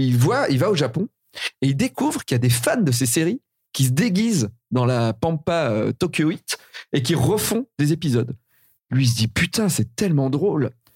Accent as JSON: {"language": "French", "region": "Auvergne-Rhône-Alpes", "country": "France", "said": "Bah, moi, je suis de Rhône-Alpes."}